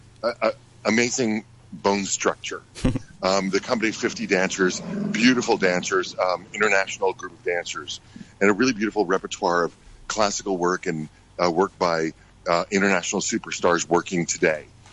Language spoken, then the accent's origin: English; United States; born there; also born or lived in Bahamas / Texas / Africa; I was the first one born in the United States after the revolution. My parents left.